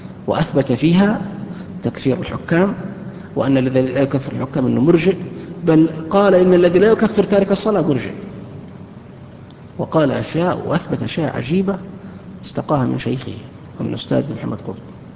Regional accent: Saudi Arabia; كانوا عندنا في السعودية

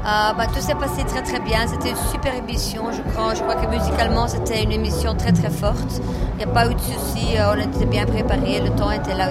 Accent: Flanders, Belgium; Moi, je suis flamande d'origine, donc...

